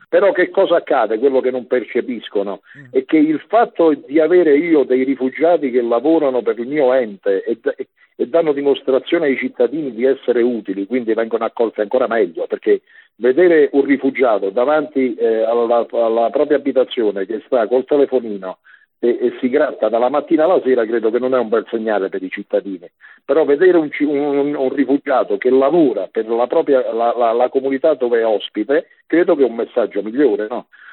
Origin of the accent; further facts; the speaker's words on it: Rome, Lazio, Italy; tu sai, vengo da Roma, no? E puntualmente io ogni fine mese sto a Roma